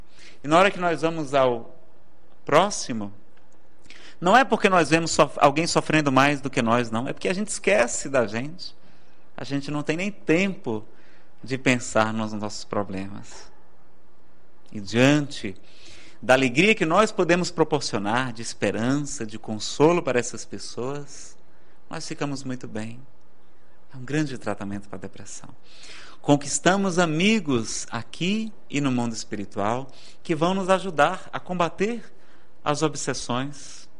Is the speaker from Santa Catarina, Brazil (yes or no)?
no; Ceará, Brazil; Nada contra o forró, eu que sou cearense, danço muito bem, por sinal.